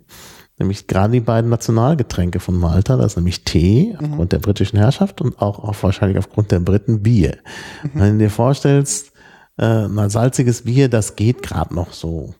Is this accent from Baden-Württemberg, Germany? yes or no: no; Dortmund, North Rhine-Westphalia, Germany; Insbesondere da, wo ich aufgewachsen bin, in Dortmund.